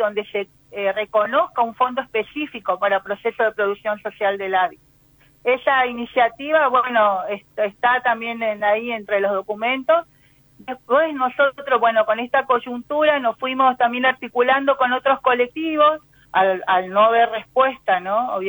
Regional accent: Villa Ángela, Chaco, Argentina; born there; yo fui chaqueña, vengo ahora de Villa Ángela, que es el pueblo donde nací

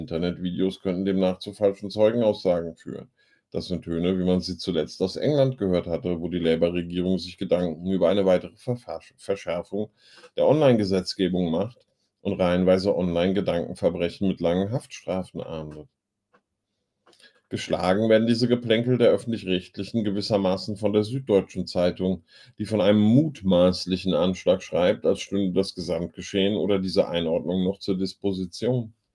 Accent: North Rhine-Westphalia, Germany; Solingen, Stadt der Klingen. Die Artikel schreiben sich praktisch von selbst. Ich bin da in der Nähe groß geworden.

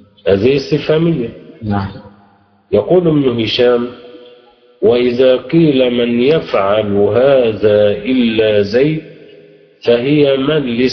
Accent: Egypt; حتى في اللهجة العامية في عندنا في مصر ماذا يحدث لها

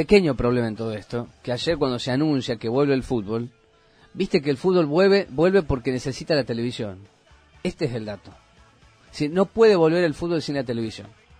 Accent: Argentina; de que todos los argentinos podemos ver los 10 partidos de televisión, por la televisión, del fútbol argentino.

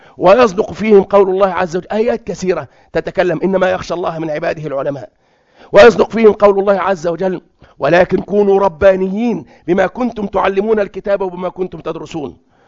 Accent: Egypt; بيسموه عندنا في مصر حمار العنب

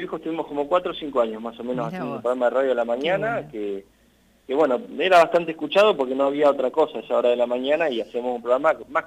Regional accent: Macachín, La Pampa, Argentina; now in Santa Rosa, Argentina; Yo soy de Macachín, uh-huh. Sí, estoy viviendo hace unos 8 años ya acá en Santa Rosa. Uh-huh. Vine para estudiar

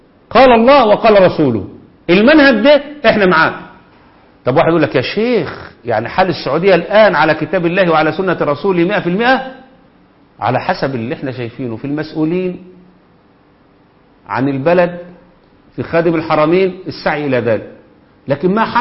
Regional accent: Egypt; وعندنا في مصر ولله الحمد فاهمين كويس جدا الآن مين العدو

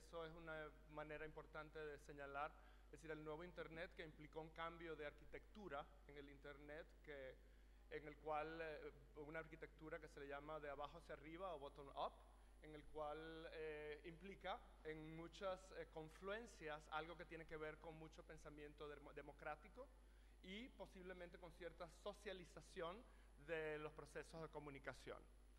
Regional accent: Venezuela; also born or lived in New York; yo soy de Venezuela y estuve aproximadamente 20 años viviendo en Nueva York como bailarín.

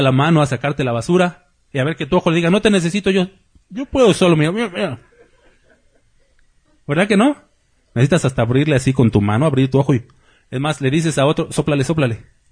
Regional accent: Mexico City, Mexico; born there; Yo soy azteca, mexica. ¿Dónde nací? Yo nací allá en el DF. ¿Soy mexica? Es mi sangre. Mi sangre de bronce, ¿cómo dicen? No reniego de mis raíces, ¿sí? Españolas e indígenas.

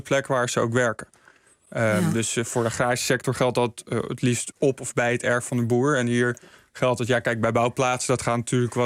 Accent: Mijdrecht, Utrecht, Netherlands; Ik kom uit Meidrecht en daar wordt ook graag gebouwd, want het ligt mooi dicht bij Amsterdam, maar wel lekker rustig op het platteland.

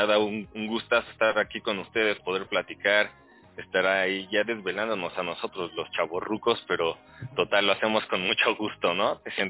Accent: Tizayuca, Hidalgo, Mexico; Somos de Tizayuca, Hidalgo, por ahí cerca de Pachuca.

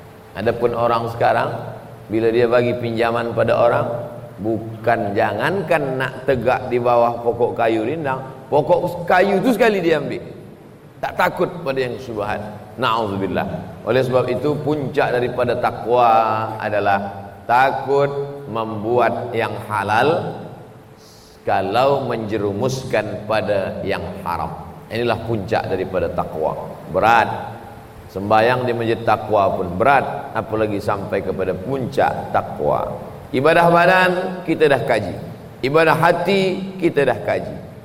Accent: Riau, Indonesia; Riau, kampung halaman saya

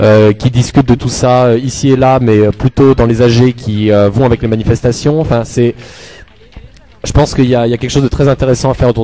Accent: Toulouse, Occitanie, France; nous, on vient de Toulouse

